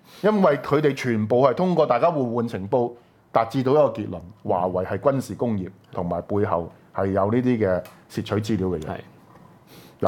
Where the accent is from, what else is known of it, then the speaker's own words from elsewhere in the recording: Hong Kong; 但係我哋香港人邊個 protect 我哋嘅私隱